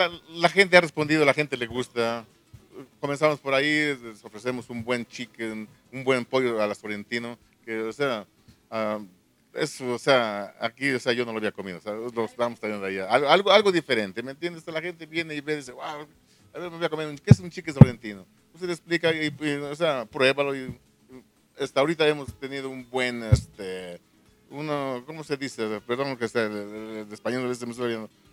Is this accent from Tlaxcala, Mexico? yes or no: yes; Santa Cruz Quilehtla, Tlaxcala, Mexico; moved away as an adult; now in New York, United States; yo soy tlaxcalteca originario de aquí de Santa Cruz, Quilecla.